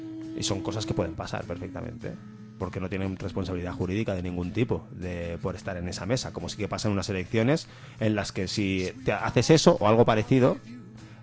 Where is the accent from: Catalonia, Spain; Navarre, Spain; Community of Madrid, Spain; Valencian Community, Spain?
Catalonia, Spain; cada vez que yo como catalán salgo de Cataluña y me insulte la gente de a pie en sitios, en cuanto se enteran que soy catalán, me insultan.